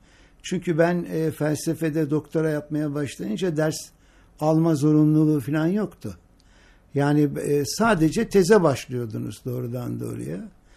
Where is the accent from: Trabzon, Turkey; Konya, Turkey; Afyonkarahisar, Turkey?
Afyonkarahisar, Turkey; Sandıklı; Ben bir Ege liyim, yani tam iç Ege diyelim. Sandıklılıyım. Afyon, evet. Afyon Sandıklılıyım ve o Sandıklılı olmam benim her hayatımın her alanına girmiştir.